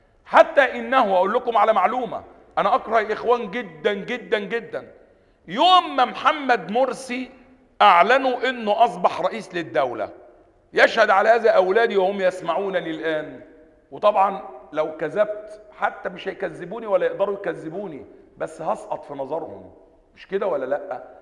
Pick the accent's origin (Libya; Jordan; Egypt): Egypt; Upper Egypt; واحنا عندنا في الصعيد، لو واحد قتل واحد واتسجن ولا حاجة